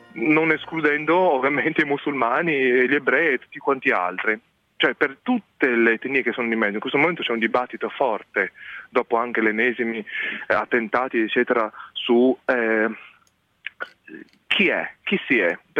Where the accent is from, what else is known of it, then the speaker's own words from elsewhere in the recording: Jinan, Shandong, China; Italian is a second language; Allora mi ricordo che anche se a Jinan, da dove vengo, nord della Cina, penisola di Shandong, c'era neve, no?